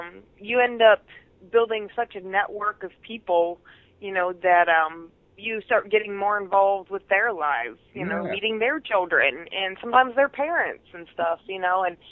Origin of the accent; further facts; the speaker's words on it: Buffalo, New York, United States; I grew up in Buffalo, New York, so there was a lot of really good underground metal where I lived.